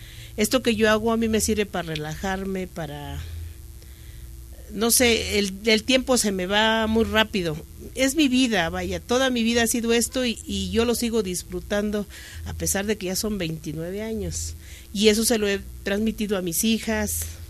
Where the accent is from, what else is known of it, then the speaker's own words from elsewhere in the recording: Villa Nicolás Romero, State of Mexico, Mexico; Yo vengo de adelante de Atizapán de Zaragoza. Es Villa Nicolás Romero exactamente de donde yo vengo.